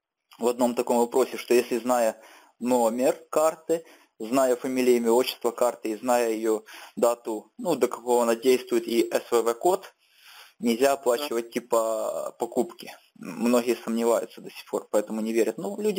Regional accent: Kyiv, Ukraine; А, я с Киева.

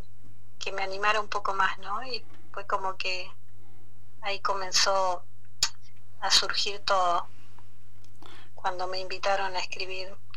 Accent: Comodoro Rivadavia, Chubut, Argentina; born there; Y yo nací acá en Comodoro Rivadavia, en Diadema, Argentina, que es un barrio de acá, de Comodoro.

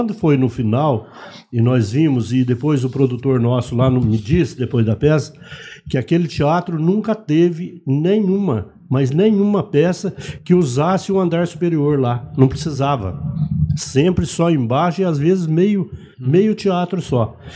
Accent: Minas Gerais, Brazil; Sou mineiro.

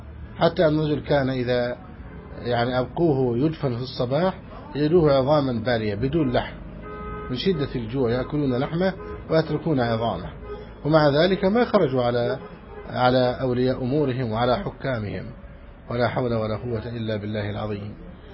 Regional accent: Egypt; فنسأل الله سبحانه وتعالى أن يحفظ بلدنا مصر أمنا أمانا سخاء رخاء

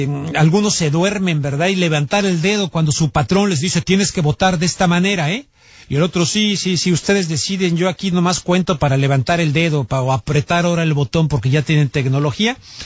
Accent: Mexico City, Mexico; No se olviden que yo soy chilango de la Ciudad de México

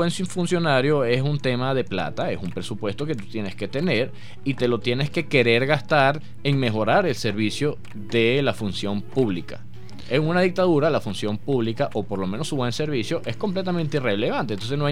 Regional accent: Venezuela; Para empezar, somos venezolanos

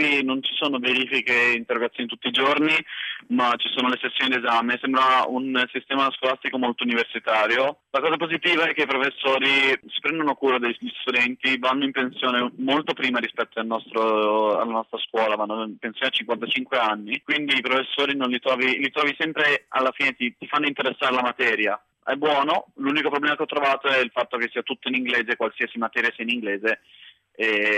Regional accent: Milan, Lombardy, Italy; now in Patiala, India; io vengo da Milano, del centro di Milano

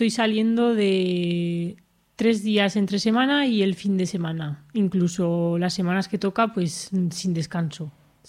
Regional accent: Alfamén, Aragon, Spain; fuimos a la Virgen de Lagunas, que es un sitio de allí cerca de mi pueblo de Alfamén

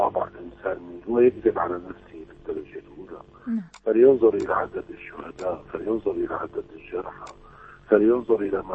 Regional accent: Syria; نحن كشعب سوري يجب علينا أن لا نتأمل من هذه الدول الغربية

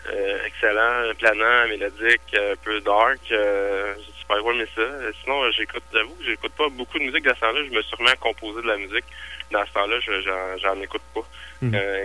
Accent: Quebec, Canada; vu que je suis québécois puis que je suis francophone

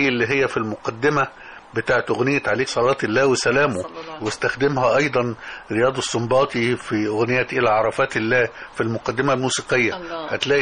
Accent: Damanhur, Beheira, Egypt; كل دي أحياء موجودة في دمنهور، وأنا كنت من شبرا بالمناسبة. فاتولدت في هذا الجو

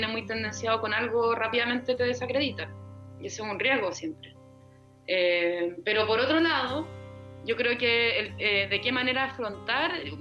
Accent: Chile; prefiero yo como científica o como mujer chilena, qué sé yo, posicionarme políticamente

